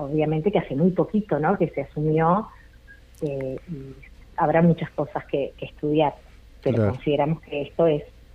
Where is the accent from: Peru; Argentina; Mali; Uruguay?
Uruguay; para nosotros como uruguayos y como uruguayas, para saber de dónde venimos y para saber quiénes somos.